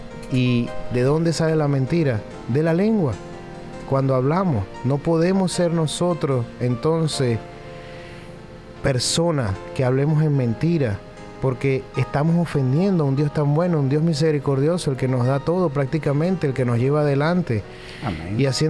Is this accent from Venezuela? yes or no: yes; Venezuela; Soy venezolano